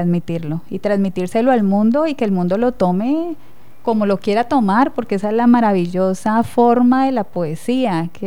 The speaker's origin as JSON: {"language": "Spanish", "town": "Villavicencio", "region": "Meta", "country": "Colombia", "said": "Bueno, soy de Villavicencio, de profesión abogada"}